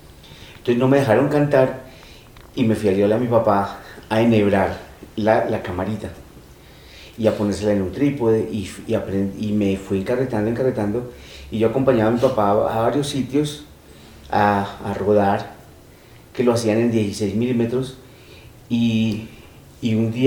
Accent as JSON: {"language": "Spanish", "town": "Medellín", "region": "Antioquia", "country": "Colombia", "lives_now": "Bogotá, Colombia", "said": "vine de Medellín a Bogotá a trabajar en la ópera"}